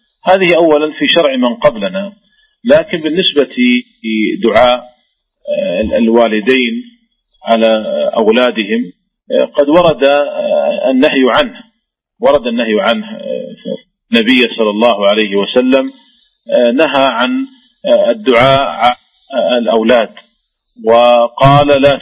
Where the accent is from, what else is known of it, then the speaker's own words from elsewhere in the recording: Saudi Arabia; وذلك لأن الشركات عندنا في المملكة العربية السعودية تخرج الزكوات